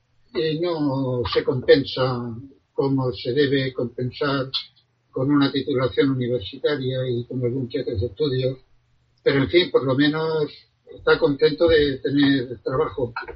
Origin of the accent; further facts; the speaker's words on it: Catral, Valencian Community, Spain; fui alcalde en poco tiempo en mi pueblo natal, Catral.